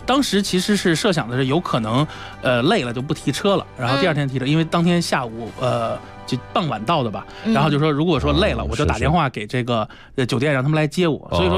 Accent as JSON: {"language": "Chinese", "country": "China"}